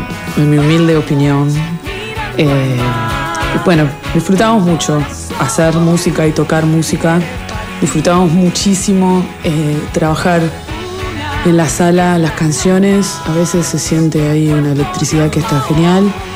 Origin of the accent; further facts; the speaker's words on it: Mar del Plata, Buenos Aires Province, Argentina; now in Buenos Aires, Argentina; de los originals ahora quedo yo … que soy de Mar del Plata.